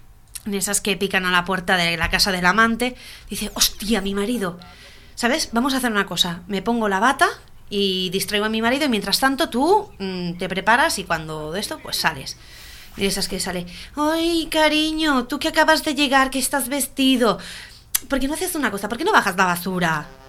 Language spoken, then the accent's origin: Spanish; Sant Joan Despí, Catalonia, Spain; Soy de San Juan de Espí y este caso no lo conocía.